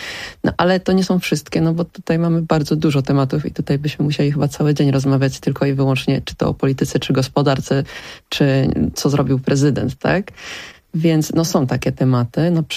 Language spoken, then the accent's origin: Polish; Poznań, Greater Poland Voivodeship, Poland; moved away as an adult; now in South Korea; Ja nadal jestem Pyrą w Korei. Jestem poznanianką z krwi i kości, która mieszka w Korei i mimo, że mieszkam tam od 10 lat i że uważam, że to jest mój drugi dom, to nadal jestem obcokrajowcem